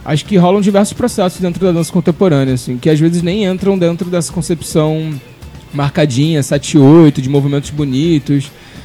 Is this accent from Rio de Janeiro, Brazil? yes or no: yes; Rio de Janeiro, Brazil; now in Recife, Brazil; Eu sou do Rio de Janeiro, cheguei em Recife há mais ou menos um ano